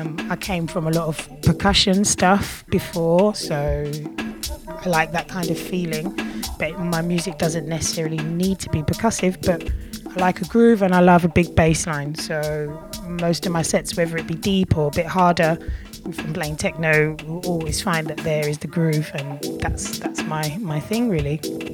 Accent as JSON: {"language": "English", "region": "London", "country": "United Kingdom", "tie": "born or raised there", "lives_now": "Berlin, Germany", "said": "I'm from London. Yeah, I'm originally from London. I've grown up there and I'm now currently living in Berlin."}